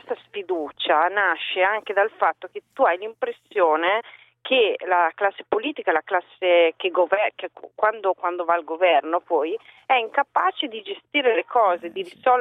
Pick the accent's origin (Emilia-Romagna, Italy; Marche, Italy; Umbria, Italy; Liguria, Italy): Emilia-Romagna, Italy; quando ritorno dalle mie parti, e cioè in Emilia Romagna, che appunto non è una zona di destra.